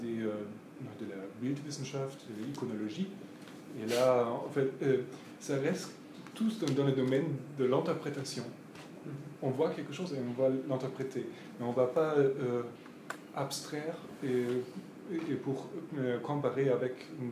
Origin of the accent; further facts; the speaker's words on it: Germany; French is a second language; Surtout chez nous, en Allemagne, nous avons le problème que les historiens ne sont pas formés de manière qu'ils savent traiter des problèmes avec un ordinateur.